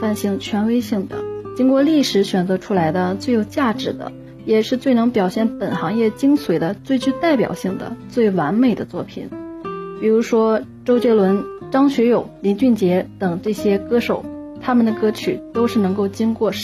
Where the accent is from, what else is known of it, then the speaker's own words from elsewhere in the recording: Tianjin, China; 大家好，我是来自天津的一名英语教师